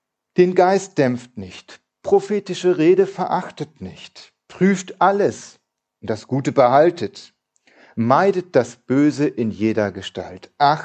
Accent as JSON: {"language": "German", "town": "Eutin", "region": "Schleswig-Holstein", "country": "Germany", "tie": "born or raised there", "said": "dass meine Eltern auf dem anderen Ende von Eutin, wo ich groß geworden bin, gebaut haben."}